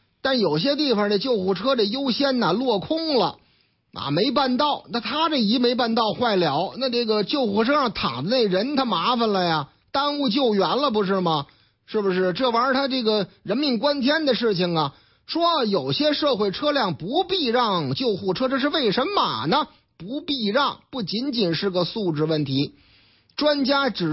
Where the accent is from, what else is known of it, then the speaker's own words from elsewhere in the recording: Shijiazhuang, Hebei, China; 打上我老家的主意了，石家庄吗？